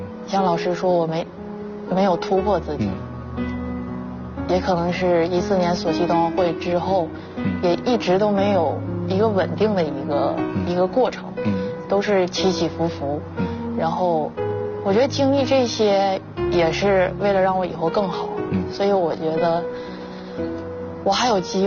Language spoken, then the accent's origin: Chinese; China